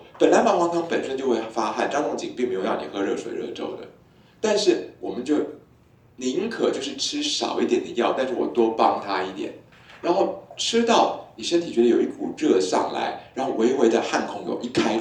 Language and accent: Chinese; Taiwan; 不过我们台湾人哈，很多寺庙的那个庙祝都有神通力